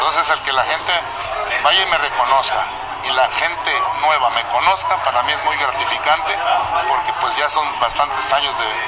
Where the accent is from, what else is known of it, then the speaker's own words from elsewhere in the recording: Guadalajara, Jalisco, Mexico; Yo soy de Jalisco, ahora sí dice la canción, soy de Jalisco, soy de Guadalajara.